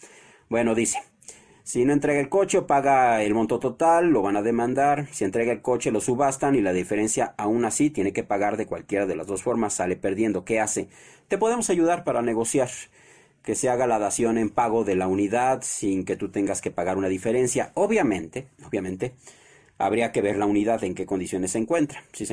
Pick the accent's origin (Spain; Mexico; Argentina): Mexico; algo tendremos que hacer de verdad como mexicanos